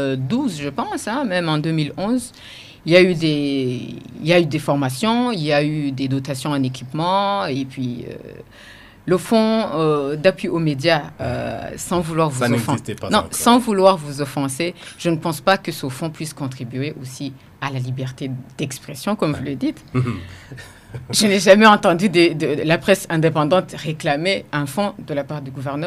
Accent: Burundi; Nous sommes des Burundais avant d'être des journalistes.

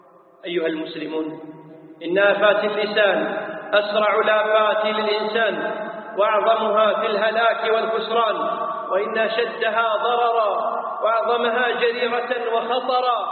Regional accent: Kuwait; يسمون عندنا في الكويت فلاني هذا هو الثرثار

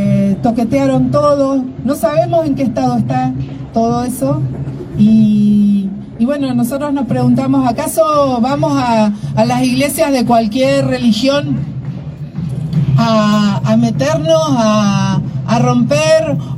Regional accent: Trelew, Chubut, Argentina; Mapuche, Tehuel, Cheñen, Treleu, vengo de Treleu

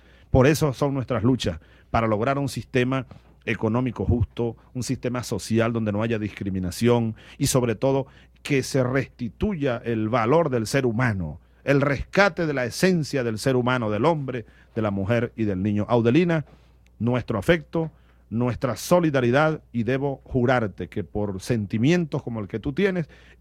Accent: Barinas, Venezuela; tú sabes que los barineses estamos en todas partes.

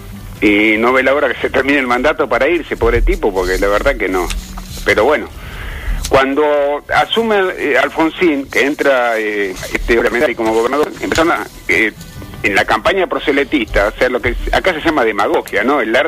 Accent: Epecuén, Buenos Aires Province, Argentina; born there; Yo te digo porque yo nací en el Pecuén. Yo tenía 18 años y medio cuando se inundó Pecuén.

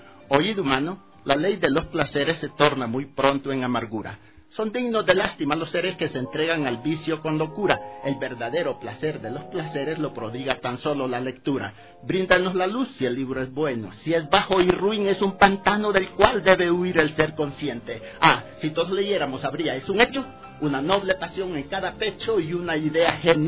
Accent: Honduras; now in Ecuador; Recalco, soy hondureño y vivo ya 48 años en el país.

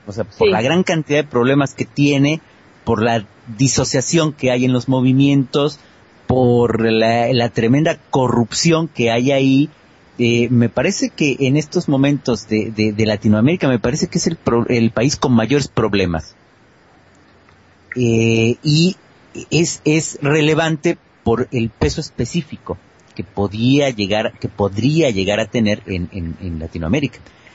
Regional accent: Mexico; now in Argentina; como buen mexicano que soy, que aunque vivo en Argentina, conozco bien el sistema político mexicano, fui parte de él.

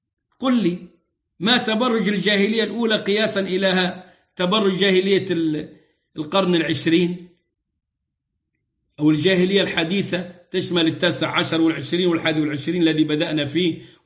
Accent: Egypt; وكنت قد جعلت ذلك سلسلة دروس في بلدنا مصر، مصر العزيزة على قلوبنا

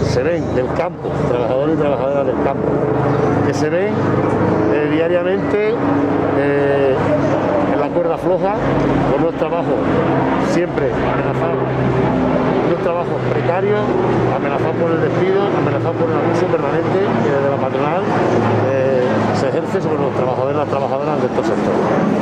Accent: Granada, Andalusia, Spain; invitamos y llamamos a la clase trabajadora granadina, como andaluces, como granadinos

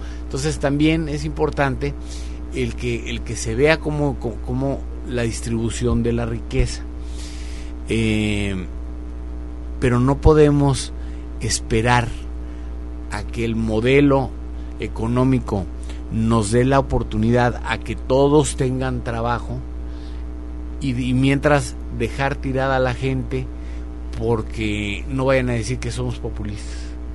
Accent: Mexico; somos más los mexicanos que queremos vivir bien, que queremos vivir en paz, que no queremos violencia

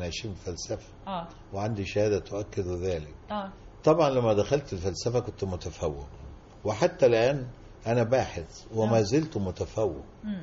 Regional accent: Kafr El Dawwar, Beheira, Egypt; also born or lived in Menoufia; أنا من المنوفية اللي هي مسقط رأسي.

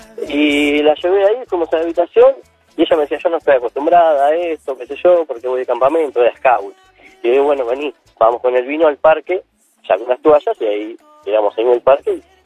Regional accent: Mar del Plata, Buenos Aires Province, Argentina; soy de Mar del Plata yo, y yo no tengo un mango, soy tachero

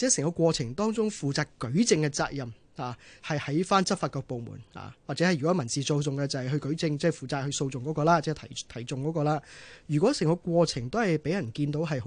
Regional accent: Hong Kong; 其实跟我们香港人的意境或者想象我们的法治的传统呢和精神呢是背道而驰的嘛

